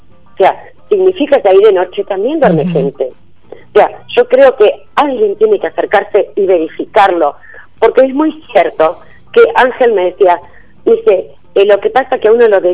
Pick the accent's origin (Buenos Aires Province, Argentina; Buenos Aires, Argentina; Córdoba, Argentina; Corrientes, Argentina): Corrientes, Argentina; ¿Pero qué tiene que ver que sea correntino?